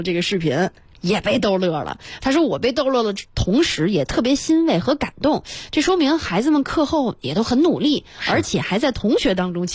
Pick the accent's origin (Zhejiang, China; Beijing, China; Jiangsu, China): Beijing, China; 咱们北京人、中国人